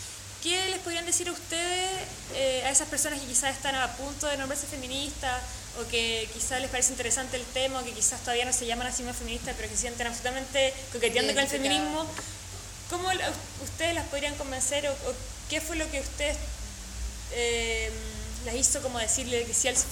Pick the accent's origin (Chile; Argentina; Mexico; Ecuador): Chile; Valparaíso; no solo somos las mujeres de Valpo ni de Chile las que están haciendo cosas